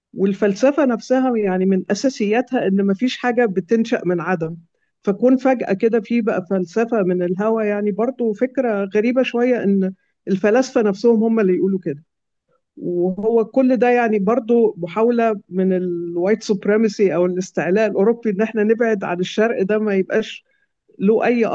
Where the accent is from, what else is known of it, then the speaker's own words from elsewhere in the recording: Egypt; أنا مصرية ومسلمة